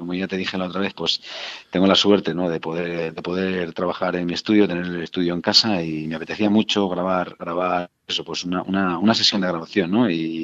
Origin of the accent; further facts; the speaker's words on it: Valencia, Valencian Community, Spain; Nosotros somos de Valencia y lo bonito es terminar, ¿no? En Valencia.